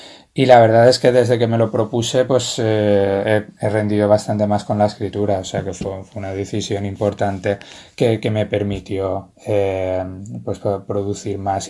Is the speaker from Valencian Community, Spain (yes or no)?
yes; Valencia, Valencian Community, Spain; Soy de Valencia, bueno, nací en Valencia y he vivido aquí casi toda mi vida.